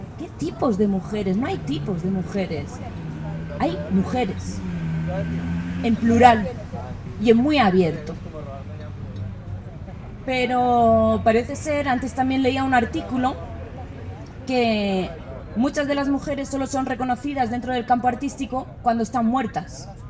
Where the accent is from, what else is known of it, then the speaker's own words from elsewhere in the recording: Basque Country, Spain; yo vengo del País Vasco, de España, me da igual en qué feria de arte me ponga, que siempre es lo mismo.